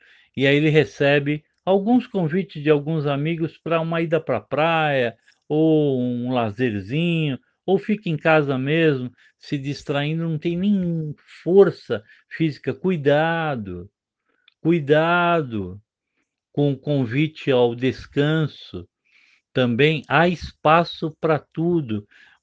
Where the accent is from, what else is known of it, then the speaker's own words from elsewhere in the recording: São Paulo, Brazil; Agora eu falo lá com a minha terra amada, né, com o estado de São Paulo.